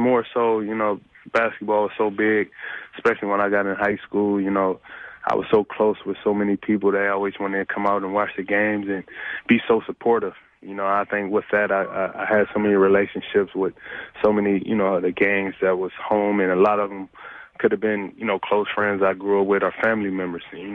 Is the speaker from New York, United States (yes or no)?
no; Compton, California, United States; growing up in Compton, you know, from the gangs to violence to, you know, everything that comes with it